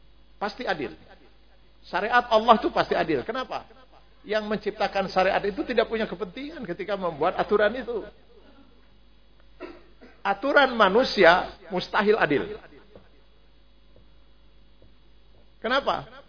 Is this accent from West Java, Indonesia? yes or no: yes; Cipanas, West Java, Indonesia; Cipanas Garut itu tempat kelahiran saya. Saya teh dilahirkan, dibesarkan teh di Cipanas, nepi ka SMP. Jadi kalau saya pulang ke Cipanas Garut, eta mah balik kampung lain rekreasi, saya mah.